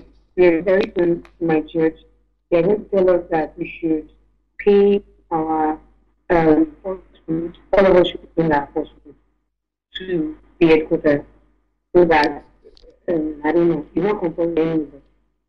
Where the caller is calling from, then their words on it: Nigeria; I'm calling from Nigeria.